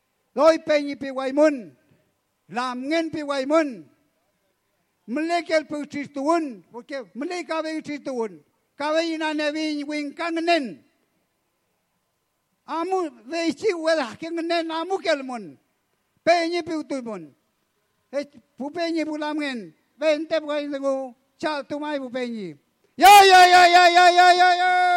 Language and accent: Spanish; Chile; Nosotros somos chilenos, somos mapuches